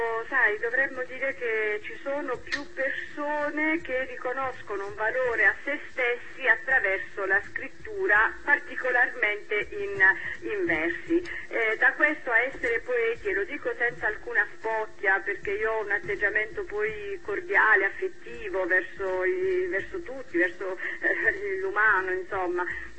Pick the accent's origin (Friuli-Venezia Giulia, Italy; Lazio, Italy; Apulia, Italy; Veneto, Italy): Apulia, Italy; Bari; born there; Io sono nata a Bari, come avete detto, ho una forte radice mediterranea